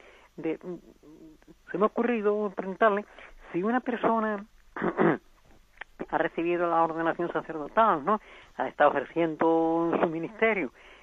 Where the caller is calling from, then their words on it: Seville, Andalusia, Spain; Buenos días, mire, somos de Sevilla.